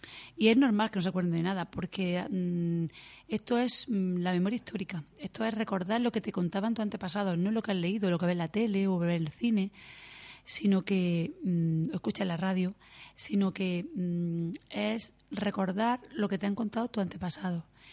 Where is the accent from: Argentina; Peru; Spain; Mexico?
Spain; Roquetas de Mar, Andalusia; Y como soy del Poniente, soy de Roquetas, pues me dediqué al Poniente.